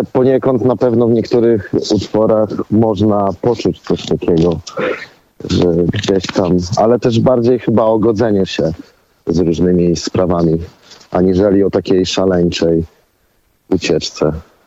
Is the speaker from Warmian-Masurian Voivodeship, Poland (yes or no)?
yes; Olsztyn, Warmian-Masurian Voivodeship, Poland; Ja akurat pochodzę z Olsztyna, gdzie jest 16 jezior.